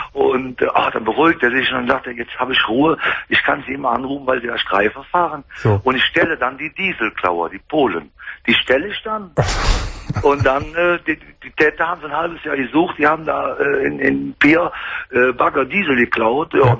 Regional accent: Bergheim, North Rhine-Westphalia, Germany; Ich bin ja Rheinländer, ne? Ich bin Bergheimer.

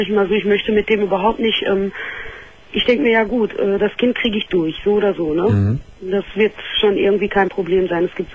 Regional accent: Morocco; Aus Marokko.

